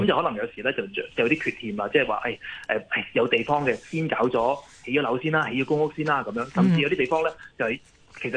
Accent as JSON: {"language": "Cantonese", "country": "Hong Kong", "said": "我哋香港人咁熱愛做運動，係咪？"}